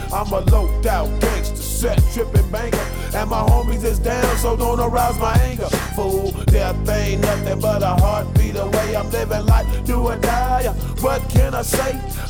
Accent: Florence, Tuscany, Italy; io vengo da Firenze, alla fine alle brutte puoi sempre tornare in un posto meraviglioso come Firenze

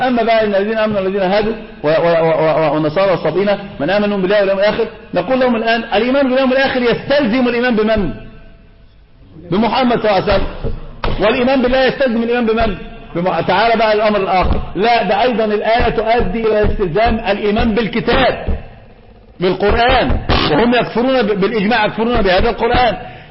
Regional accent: Egypt; هذا منتشر عندنا في مصر

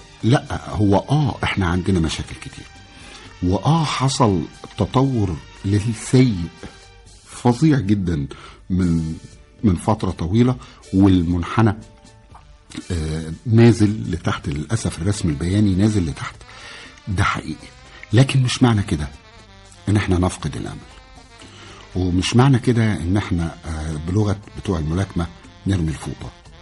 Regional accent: Egypt; احنا من جوانا لازم ندرك ان احنا وصلنا لمستوى بعيد جدا عن مستوانا الحقيقي كمصريين.

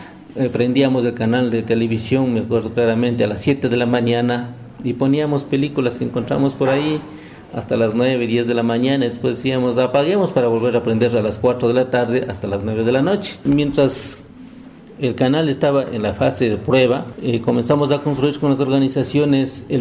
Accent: Ecuador; del Estado Plurinacional del Ecuador

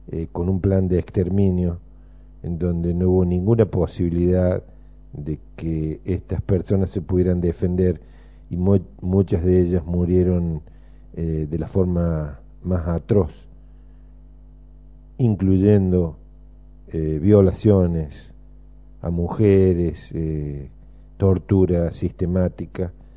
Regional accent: Argentina; como argentinos nos merecemos de nuevo todo esto

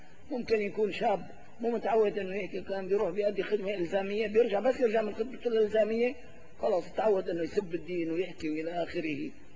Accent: Syria; إلا في بلدتنا سوريا هذه.

